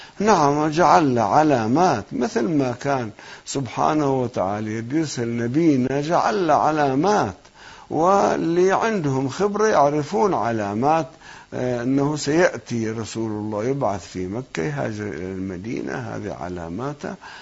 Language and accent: Arabic; South Governorate, Lebanon; now in Qom, Iran; أنا من قريتنا في لبنان فوق صور ما أعرضت عنها، يمكن يأتي وقت أني أسكن فيها